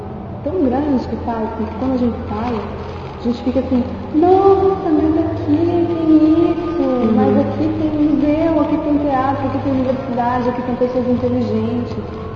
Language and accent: Portuguese; São Paulo, Brazil; E, assim, como paulista, a gente estranha quando percebe que o Brasil inteiro tem preconceito contra o paulista.